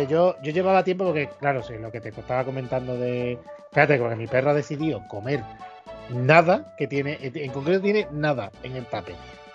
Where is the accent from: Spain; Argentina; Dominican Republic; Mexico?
Spain; Andalusia; como mal andaluz